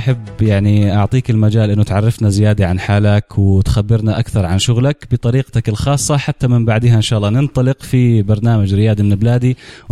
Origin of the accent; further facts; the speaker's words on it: Irbid, Irbid Governorate, Jordan; وأنا لأنه من إربد فحسيت أنه يعني إحنا نوعا ما على موجة واحدة شابكين